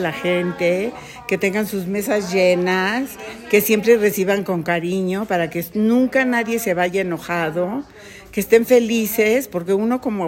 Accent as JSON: {"language": "Spanish", "region": "Mexico City", "country": "Mexico", "tie": "born there", "said": "Yo nací en la Ciudad de México el primero de junio de 1948."}